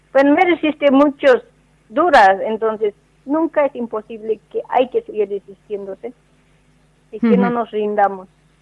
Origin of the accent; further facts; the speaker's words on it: Bolivia; muchos hombres que salen de mi país, por ejemplo, yo soy boliviana